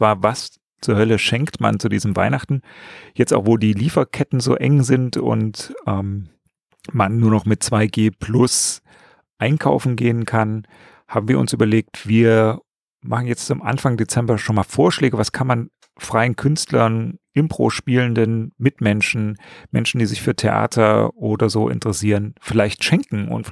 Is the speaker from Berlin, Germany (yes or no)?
yes; Berlin, Germany; weil das kennt man ja als Berliner.